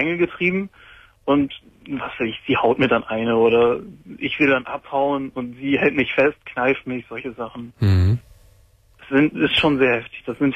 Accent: North Rhine-Westphalia, Germany; ich komme aus NRW, das ist jetzt zwei Wochen

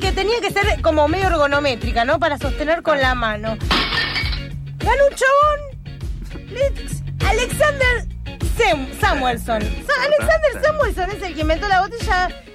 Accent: Buenos Aires, Argentina; Yo soy del barrio de Villa Crespo y quiero contar una breve anécdota.

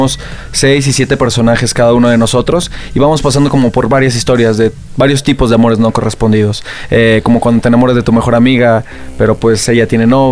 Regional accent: Monterrey, Nuevo León, Mexico; nosotros dos venimos de Monterrey, Nuevo León, de hecho

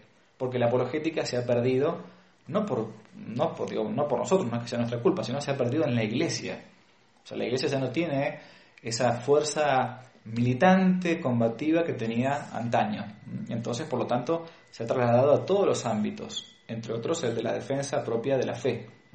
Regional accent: Argentina; que uno había recibido cuando era chico, por ejemplo, en Argentina, ¿no? En Hispanoamérica.

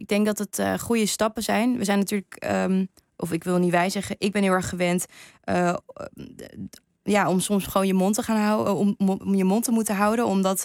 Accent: Japan; als ik zei dat ik uit Japan kwam.

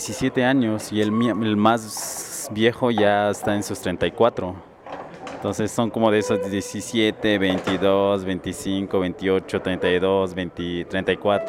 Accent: Oaxaca, Mexico; Nosotros somos de la Sierra Mije, somos Mijes, Ayucaoy. Gente de la montaña, de las nubes, está como a 2 horas de la capital de Oaxaca. Entonces está así como en la Sierra Norte, ya como yéndose a Veracruz. Estamos en estos lugares.

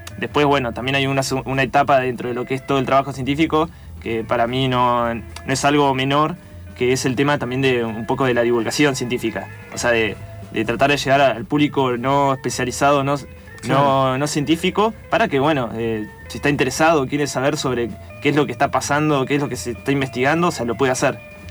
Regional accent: San Carlos de Bariloche, Río Negro, Argentina; now in Buenos Aires, Argentina; yo soy de Bariloche, terminé el colegio y me vine a Buenos Aires a estudiar la licenciatura en paleontología

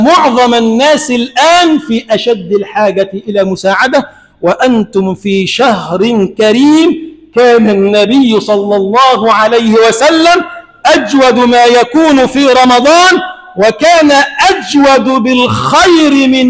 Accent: Egypt; اللهم اجعل بلدنا مصر بلدا آمنا مطمئنا سخاء رخاء

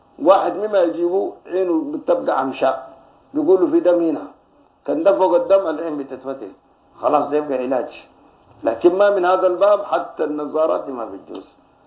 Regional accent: Sudan; نحن هنا عندنا في السودان وفي غيرها من الدول الإفريقية بنعمل الوسم ده

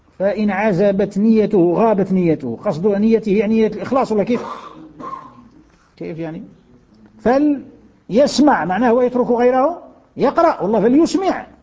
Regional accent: Algeria; كثير من أبنائنا من بلادنا الجزائر

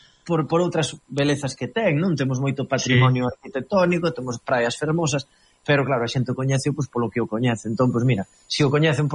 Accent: Arteixo, Galicia, Spain; eu sempre digo que son de Arteixo a un lado

